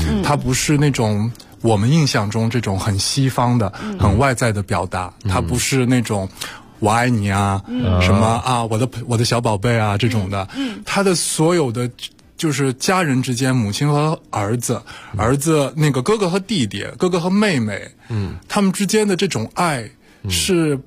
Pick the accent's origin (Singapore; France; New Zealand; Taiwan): France; 虽然我是在法国长大，但是家庭还是一个中国家庭